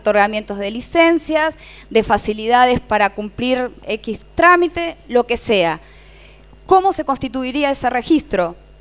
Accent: Morón, Buenos Aires Province, Argentina; hay registro de medios en el municipio de Morón, por ejemplo, que es de donde yo vengo.

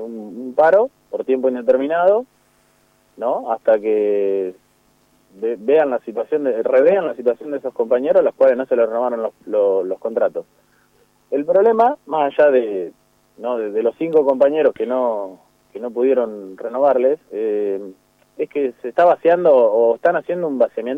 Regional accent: Olavarría, Buenos Aires Province, Argentina; yo soy de Olavarría, claro, estamos a 160 sí. kilómetros nosotros.

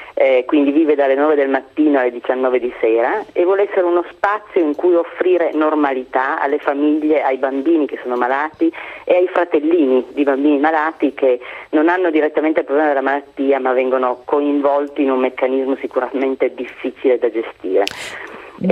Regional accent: Turin, Piedmont, Italy; È nato dall'esperienza di noi che siamo di Torino

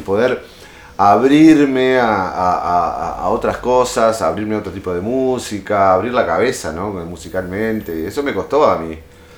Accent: Montevideo, Uruguay; born there; Bueno, mi hermano, nacimos en el Parque Rodó.

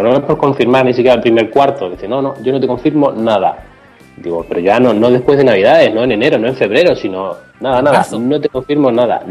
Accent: Ciudad Real, Castilla-La Mancha, Spain; sí, somos de Ciudad Real, allí lo más que hay son 5 autobuses

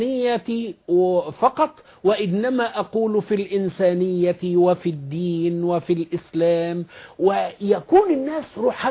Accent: Upper Egypt, Egypt; خد بالك ان انا صعيدي يعني

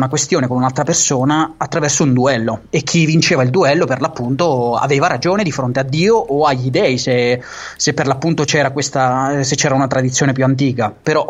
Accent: Marche, Italy; accent: Marchigiano; io te parlo in marchigiano perché so, perché io so de Fermo, porca puttana. Cioè io vivo a Fermo, so de, so de Montefargo Appennino io

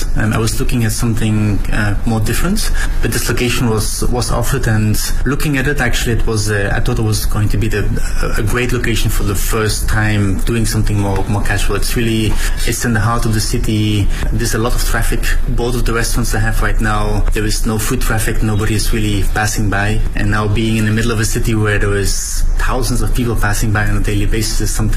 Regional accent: Belgium; now in Beijing, China; I'm the owner of TRB. I'm originally from Belgium.

